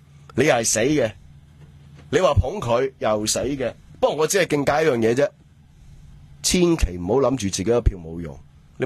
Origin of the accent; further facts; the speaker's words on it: Hong Kong; 呢啲啱我哋香港人聽嘅嘢嚟㗎。